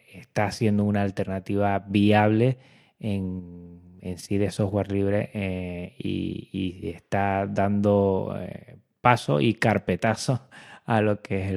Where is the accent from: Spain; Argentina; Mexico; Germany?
Spain; Canary Islands; Yo que soy de Canarias, tengo muchos lazos con Venezuela